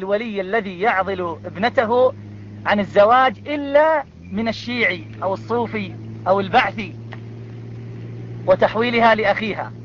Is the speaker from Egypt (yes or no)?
no; Iraq; انه عندنا في العراق يعني عدد ليس قليل